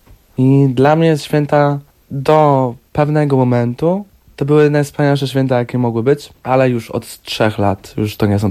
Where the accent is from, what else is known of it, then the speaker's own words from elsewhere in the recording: Poznań, Greater Poland Voivodeship, Poland; Tak, ku lepszemu, no bo ja pochodzę z Poznania, także inna część Polski.